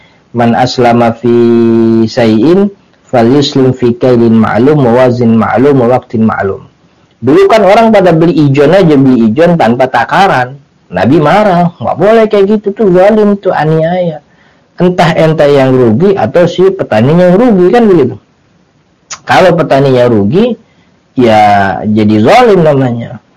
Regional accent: Jakarta, Indonesia; yang saya dapat gitu sebagai orang Jakarta gitu

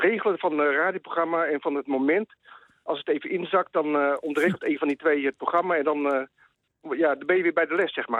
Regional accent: Leiden, South Holland, Netherlands; Ik kom uit Leiden.

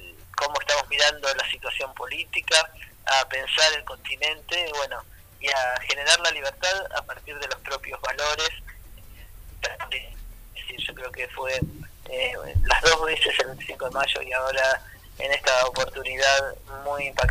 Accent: Argentina; nosotros como argentinos y argentinas tenemos responsabilidad

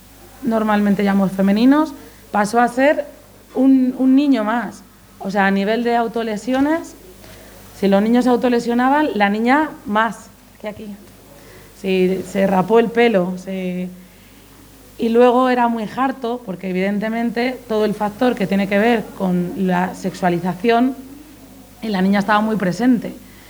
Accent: Palencia, Castile and León, Spain; Yo cuando me voy, yo soy de Palencia, cuando me voy a Palencia

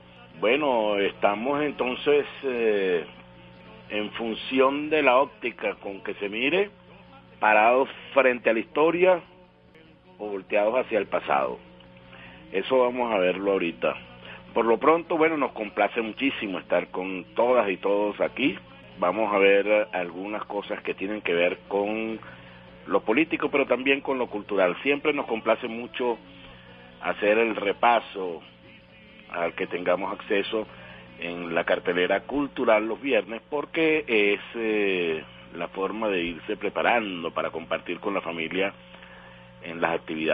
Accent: Venezuela; nos fortalece mucho en la autoestima, en la identidad como venezolano

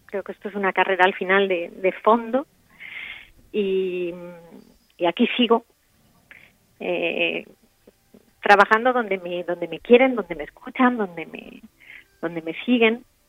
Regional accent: Spain; moved away as an adult; now in Turkey; Yo soy más turca que española

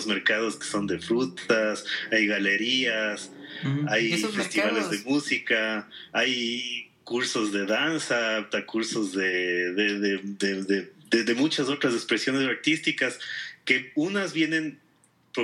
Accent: Quito, Pichincha, Ecuador; A veces uno como quiteño ya te acostumbras

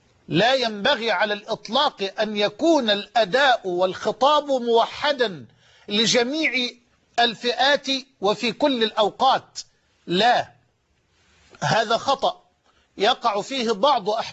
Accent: Egypt; على مستوى بلدنا مصر.

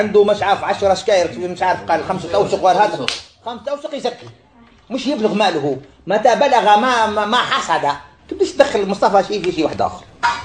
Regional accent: Algeria; والعمل اللي كاين ساير عند الوالد وعند غيره من الفلاحين عندنا في الجزائر

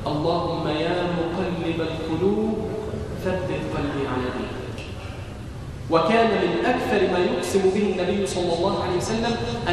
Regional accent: Egypt; اللهم اجعل بلدنا مصر امنا امانا، سخاء رخاء

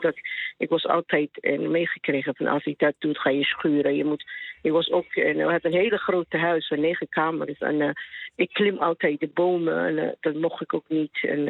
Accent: Somalia; Dutch is a second language; now in Netherlands; Ja, ik kom uit Somalië. En ik ben hier in Nederland in de jaren 90.

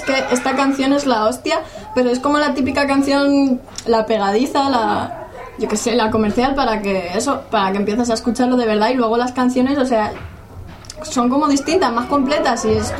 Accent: England, United Kingdom; Spanish is a second language; Salimos de Estados Unidos para ir a mi tierra, Inglaterra

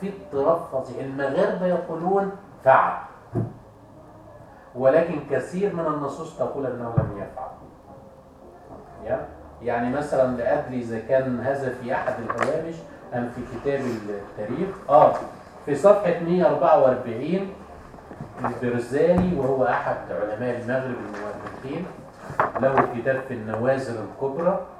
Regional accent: Egypt; يعني مثلا عندنا في مصر

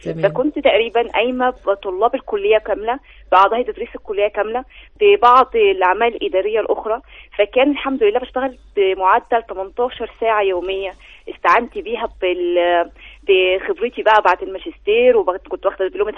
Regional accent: Egypt; فإحنا قلنا طيب ليه إحنا بس نستفيد منه كمصريين

